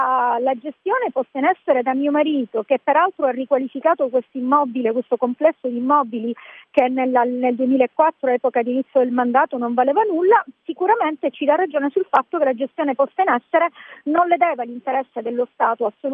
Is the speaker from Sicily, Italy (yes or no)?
yes; Sicily, Italy; E io ho voluto dare un contributo alla mia terra, la Sicilia, una terra da cui tutti vanno via